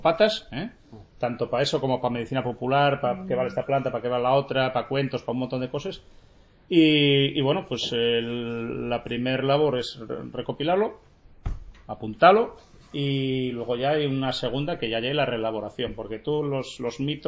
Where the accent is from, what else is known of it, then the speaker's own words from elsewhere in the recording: Gijón, Asturias, Spain; born there; nací en Sixón, pero la familia mía es toda de Salas, de Grau y Tineu. Y tuve la suerte de tener una pata en un lado y otra en otro.